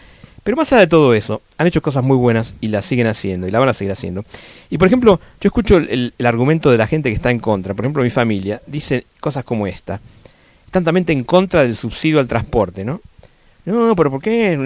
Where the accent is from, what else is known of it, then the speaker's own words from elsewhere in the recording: Argentina; yo ahora salgo como argentino al mundo y me puedo golpear el pecho un poquito